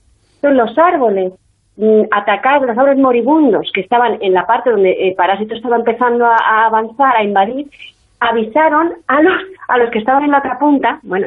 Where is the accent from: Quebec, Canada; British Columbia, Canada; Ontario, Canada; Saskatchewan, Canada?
Quebec, Canada; yo nací en Canadá. Y entonces yo soy hija de padres españoles que estaban en Canadá.